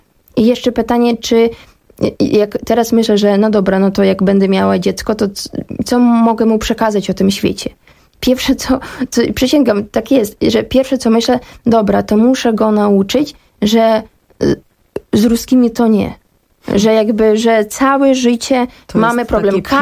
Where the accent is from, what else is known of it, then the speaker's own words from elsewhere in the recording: Kyiv, Ukraine; ja pochodzę z Kijowa i ja pamiętam pierwsze takie, ja miałam dwa strachy wtedy tego pierwszego dnia.